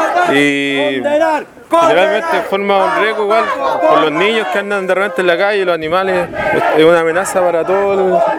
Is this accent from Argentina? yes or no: no; Los Quilches, Los Ríos, Chile; vengo de Los Quilches, Mapo